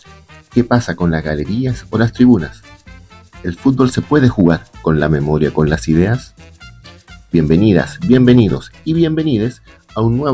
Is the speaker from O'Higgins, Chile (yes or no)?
no; Iquique, Tarapacá, Chile; born there; yo soy iquiqueño de nacimiento